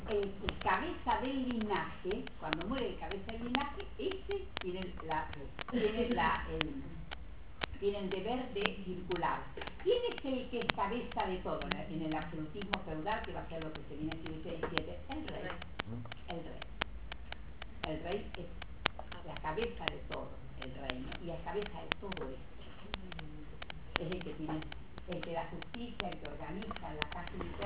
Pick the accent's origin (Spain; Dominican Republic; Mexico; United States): Spain; Castile and León; now in Argentina; Esto se puede ver en España. Castilla y León, de donde vengo.